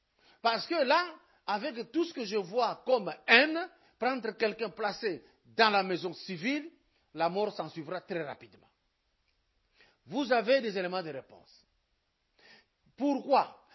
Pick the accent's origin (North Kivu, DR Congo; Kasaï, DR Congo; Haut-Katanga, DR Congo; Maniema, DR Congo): Haut-Katanga, DR Congo; Lubumbashi; Moi, je suis de Lubumbashi.